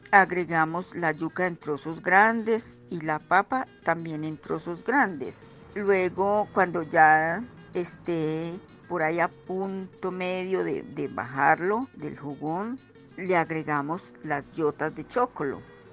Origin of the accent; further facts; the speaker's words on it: Caldas, Colombia; now in Manizales, Colombia; vengo del norte de Caldas, actualmente vivo en Manizales.